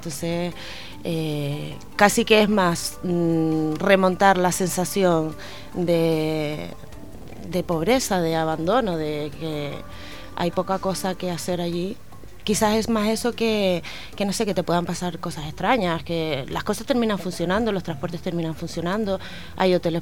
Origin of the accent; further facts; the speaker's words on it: Canary Islands, Spain; nosotros como canarios, África es nuestro continente